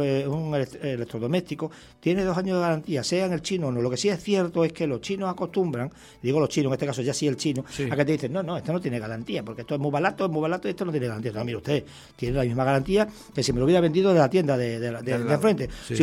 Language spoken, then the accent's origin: Spanish; Extremadura, Spain; Yo ya me siento canario, aunque ya saben que soy extremeño, pero soy extremeño canario o canario extremeño.